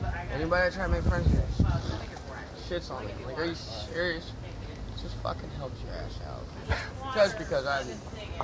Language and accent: English; Oakland, California, United States; I'm from here, California.